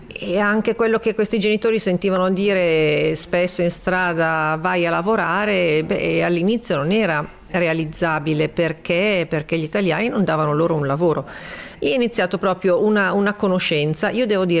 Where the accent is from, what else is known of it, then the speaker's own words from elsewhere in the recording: Milan, Lombardy, Italy; io che comunque da milanese. Un po' borghesotta in un certo senso